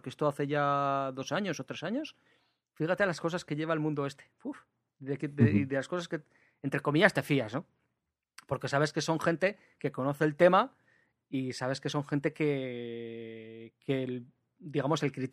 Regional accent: Aragon, Spain; aunque ahora resido en Navarra, pues realmente soy maño

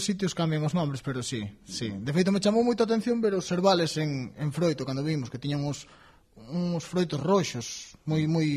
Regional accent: Galicia, Spain; resulta que nós somos todos de Ferrolterra

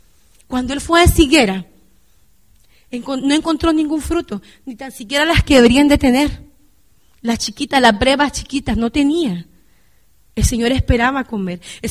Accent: Honduras; yo me crecí en Honduras y allá en mi escuela

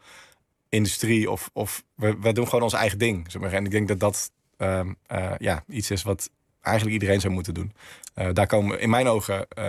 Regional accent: Maaskantje, North Brabant, Netherlands; Tim en ik uit Maaskantje en met familie in Schijndel.

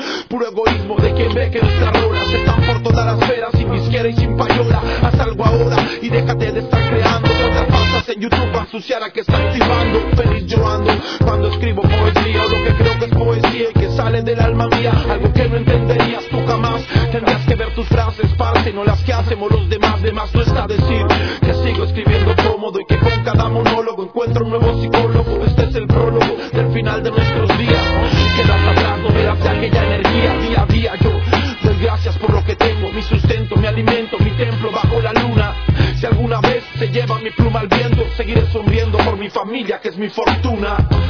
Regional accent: Colombia; now in Argentina; Soy colombiano y vivo en Argentina ahora.

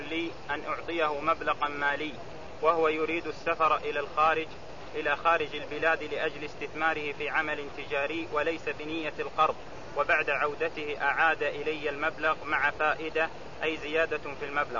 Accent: Al-Qassim, Saudi Arabia; أنا جئت من القصيم للعمرة وسوف أرجع وآتي في الحج

